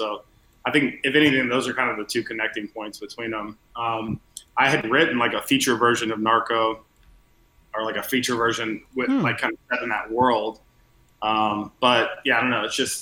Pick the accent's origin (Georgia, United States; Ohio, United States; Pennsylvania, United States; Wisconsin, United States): Georgia, United States; Atlanta; Yeah, I'm from Atlanta, from Georgia.